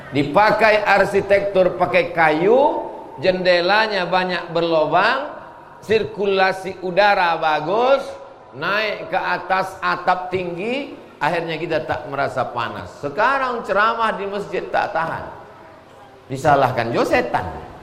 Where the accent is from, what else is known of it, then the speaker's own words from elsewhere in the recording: Riau, Indonesia; Saya dari Riau.